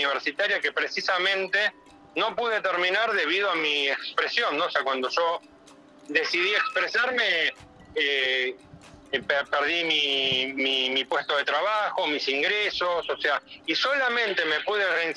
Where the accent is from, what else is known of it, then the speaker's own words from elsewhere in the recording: San Martín, Buenos Aires Province, Argentina; Yo soy de la Municipalidad de San Martín, en la provincia de Buenos Aires